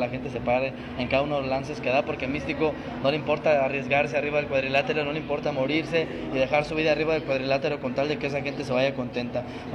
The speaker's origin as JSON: {"language": "Spanish", "town": "Guadalajara", "region": "Jalisco", "country": "Mexico", "said": "estar en mi tierra, que es Guadalajara, Jalisco"}